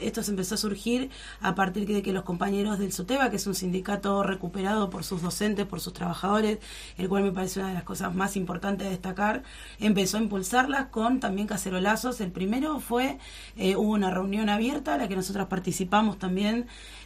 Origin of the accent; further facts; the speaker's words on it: El Talar, Buenos Aires Province, Argentina; Bueno, yo soy de La Paloma, soy de del Talar.